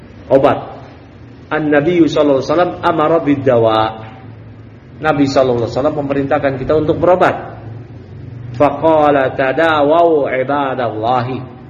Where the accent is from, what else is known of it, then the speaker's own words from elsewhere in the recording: Bekasi, West Java, Indonesia; kita orang Bekasi yang kuntet-kuntet. Kecil-kecil.